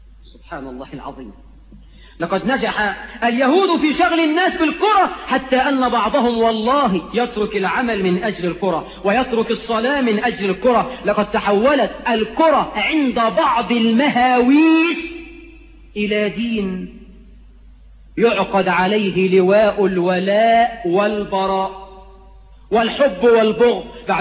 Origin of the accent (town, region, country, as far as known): Egypt